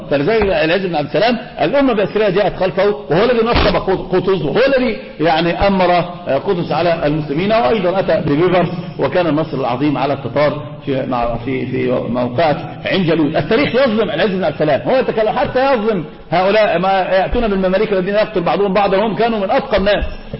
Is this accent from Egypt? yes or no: yes; Egypt; هذا منتشر عندنا في مصر يا شيخ